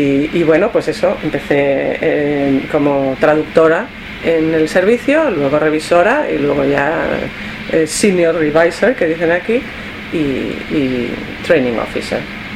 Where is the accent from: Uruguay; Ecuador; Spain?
Spain; Madrid, Community of Madrid; llegué en 1993. Soy de España, de Madrid. Estudié en la Universidad Complutense cuando las carreras de traducción no existían